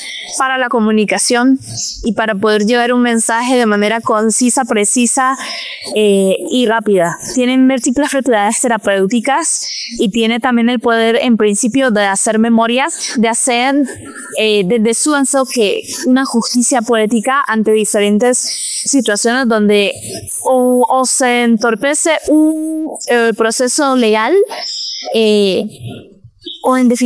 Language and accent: Spanish; Nicaragua; soy cantautora nicaragüense.